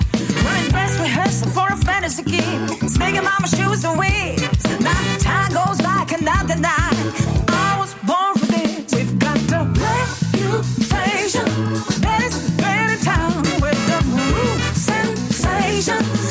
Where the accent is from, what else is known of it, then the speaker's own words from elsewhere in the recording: Bilbao, Basque Country, Spain; Que soy de Bilbao.